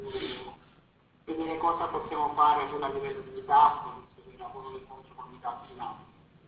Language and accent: Italian; Naples, Campania, Italy; sono di Napoli